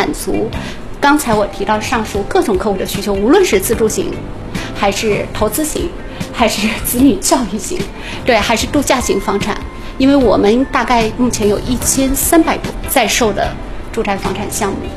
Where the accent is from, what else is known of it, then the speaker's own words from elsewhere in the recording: Miami, Florida, United States; 我是来自于美国的迈阿密